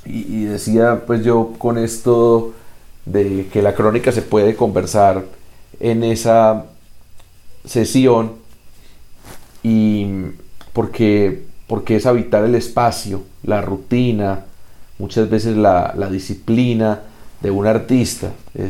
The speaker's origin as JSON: {"language": "Spanish", "country": "Colombia", "said": "porque somos colombianos y colombianas, la mayoría"}